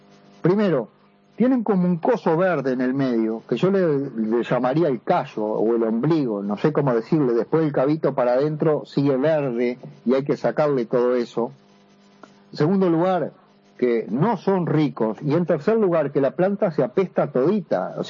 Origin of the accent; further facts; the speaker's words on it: Uruguay; now in Buenos Aires, Argentina; estoy en Buenos Aires, yo tengo residencia brasileña, soy uruguayo, tengo residencia brasileña y argentina.